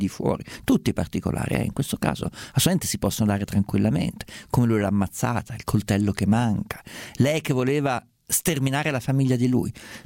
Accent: Perugia, Umbria, Italy; Ma io vengo da Perugia, scusate, io ho già dato su Perugia, ho detto tutto il dicibile.

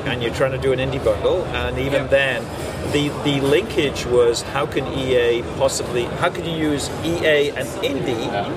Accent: England, United Kingdom; I grew up in England, so my family still lives there.

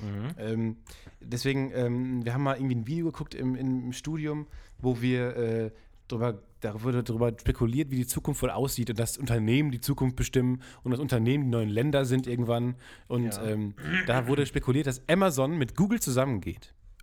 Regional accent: North Rhine-Westphalia, Germany; ich komme ja aus dem Kreis Unna

